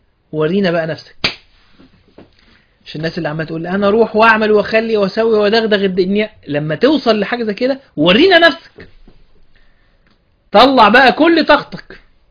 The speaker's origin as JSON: {"language": "Arabic", "country": "Egypt", "said": "ان انا مصري، الحمد لله ان انا عايش في بلد دي"}